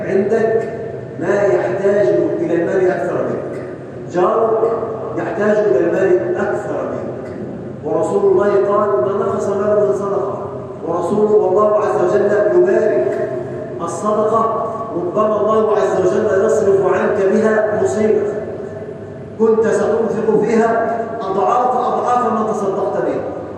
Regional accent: Egypt; اللهم اجعل بلدنا مصر أمن أمان، سلما سلاما، سخاء رخاء

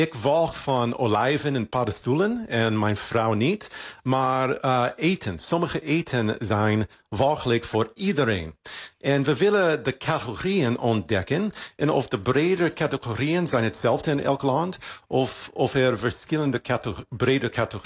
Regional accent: United States; Ik kom uit Amerika

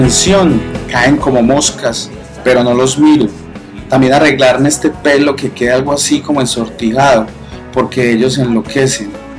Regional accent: Medellín, Antioquia, Colombia; Pues da pena decirlo porque yo soy paisa, nacido y crecido en la ciudad de la eterna primavera, pero las cosas hay que decirlas. Medellín es la ciudad.

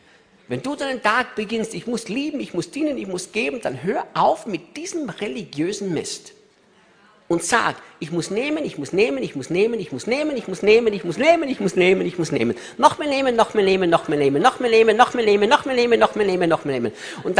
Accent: Austria; Und ich sagte, ich bin Österreicher.

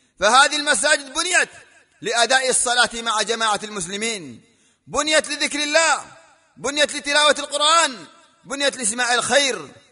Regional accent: Yemen; وما يحصل في بلادنا اليمن

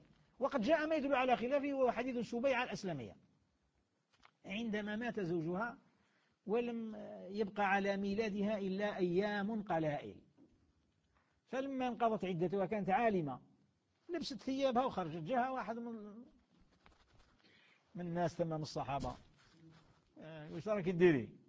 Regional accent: Algeria; بلدياتنا مش كاين يضرنا احنا في بلادنا الجزائر، بلاد الخير

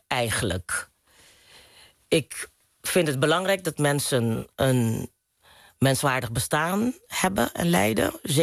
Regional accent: Curaçao; born there; also born or lived in Maastricht; Even heel kort, ik ben op Curaçao geboren. Ben in Maastricht gaan studeren toen ik de middelbare school af had.

